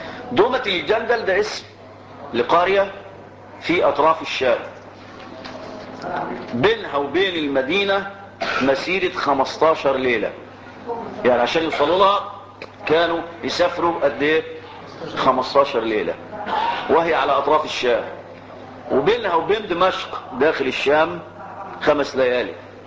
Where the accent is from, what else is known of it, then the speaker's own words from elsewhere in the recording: Egypt; انا مصري فلي مصر وليه ارض